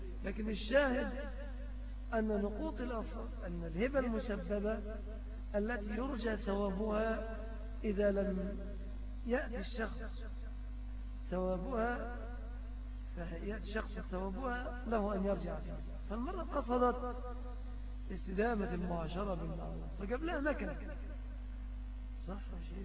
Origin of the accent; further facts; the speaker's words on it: Egypt; الشبكة بنعتبرها مهرا في بلادنا مصر بدليل الاتفاق عليها